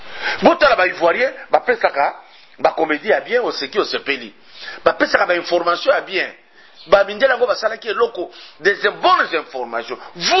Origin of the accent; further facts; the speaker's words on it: Katanga, DR Congo; Quand je suis chez moi au Katanga, j'arrive à Kasumbalesa